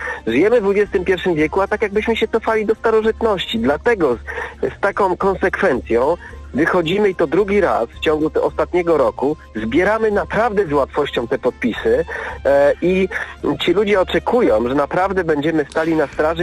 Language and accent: Polish; Łódź, Łódź Voivodeship, Poland; bo ja pochodzę z Łodzi i tutaj na tym proteście było około 10, nawet więcej, tysięcy ludzi